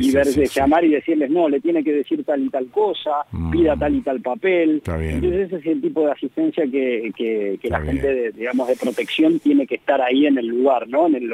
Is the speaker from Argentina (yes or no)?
yes; Argentina; ojalá que como argentinos y como una sociedad global cada vez nos interesemos por nuestro país